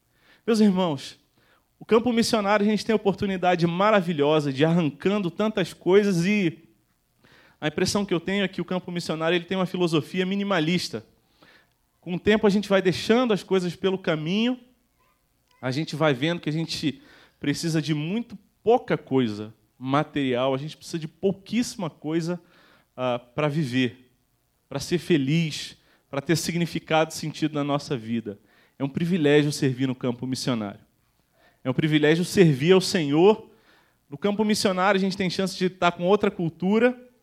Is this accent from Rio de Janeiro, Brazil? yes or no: yes; Rio de Janeiro, Brazil; o nosso lugar de origem, eu sou do Rio de Janeiro